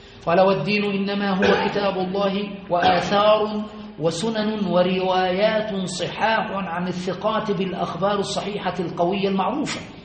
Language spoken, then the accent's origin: Arabic; Aswan Governorate, Egypt; لما هناك عندنا في أسوان كنا صغار